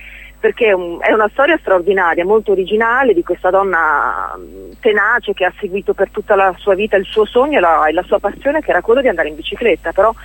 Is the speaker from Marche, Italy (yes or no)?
no; Emilia-Romagna, Italy; io sono romagnola